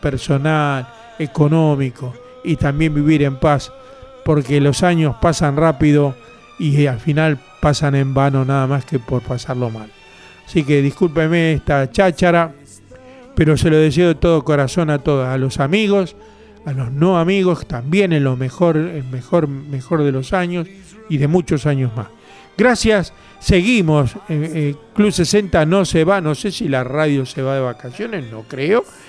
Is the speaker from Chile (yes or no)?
no; Argentina; En definitiva, somos todos argentinos.